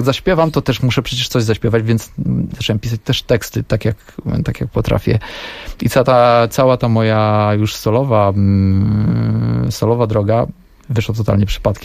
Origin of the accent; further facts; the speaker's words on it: Silesian Voivodeship, Poland; pochodzę z mojej miejscowości pod Częstochową